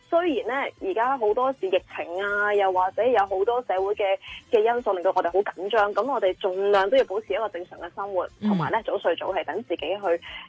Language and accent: Cantonese; China; 点解头发系黑色呢，即係起码我哋中国人啦。